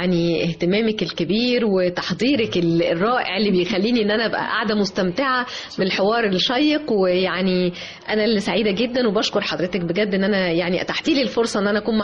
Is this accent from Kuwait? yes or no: no; Egypt; أن أنا امرأة مصرية أعتز بمصريتي دائما وأبدا